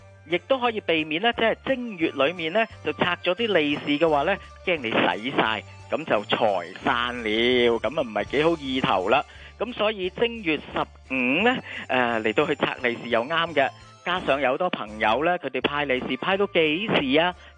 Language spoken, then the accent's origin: Cantonese; Hong Kong; 譬如广东啊，以至到系我哋香港人咧，就会系食呢个汤圆。